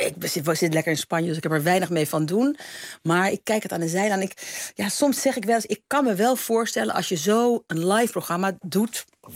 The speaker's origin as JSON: {"language": "Dutch", "town": "Amsterdam", "region": "North Holland", "country": "Netherlands", "tie": "born or raised there", "also_born_or_lived": "Utrecht", "said": "Nee, ik ben in Amsterdam opgegroeid, in Amsterdam. En ik ben daarna, heb ik nog in Utrecht gewoond. En ik ken hem uit de tijd dat ik in Utrecht woonde. Althans, kende ik Jantje, dus ook Frans. Maar ik ben een Amsterdamse."}